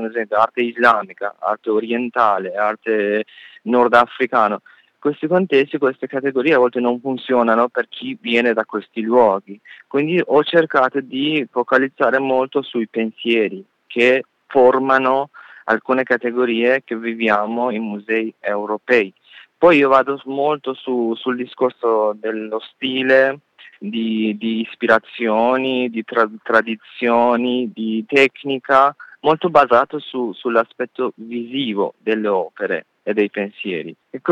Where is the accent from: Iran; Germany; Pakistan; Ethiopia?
Iran; Italian is a second language; io da iraniano, mentre sono stato invitato come un artista iraniano